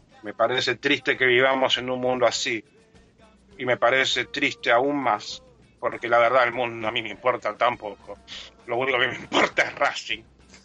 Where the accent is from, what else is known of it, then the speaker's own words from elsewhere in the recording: Japan; porque soy japonés, porque es una cultura que respeta a sus mayores